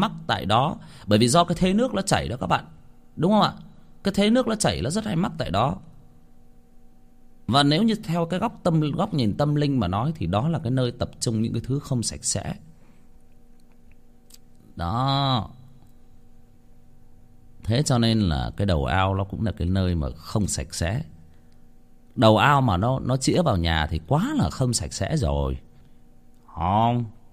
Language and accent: Vietnamese; Hưng Yên, Vietnam; tôi có đến một cái vùng ở quê tôi Hưng Yên, tôi có đi chơi theo mấy anh con nhà bác dẫn đi chơi sang cái làng đó